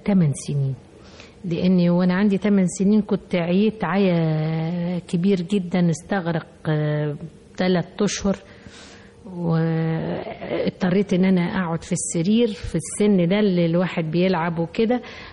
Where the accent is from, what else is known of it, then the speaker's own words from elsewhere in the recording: Mansoura, Dakahlia, Egypt; ده ابن عمتي لان احنا من المنصورة